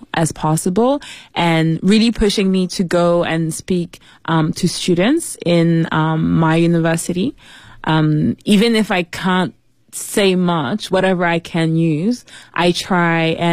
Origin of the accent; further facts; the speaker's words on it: Paris, Île-de-France, France; also born or lived in New York; my parents are from Congo, but I was born in Paris. And when I was maybe 6 months, I moved to New York. And so from then onwards, I was kind of doing back and forth between Paris and New York. Then I came back to Paris for good to finish high school.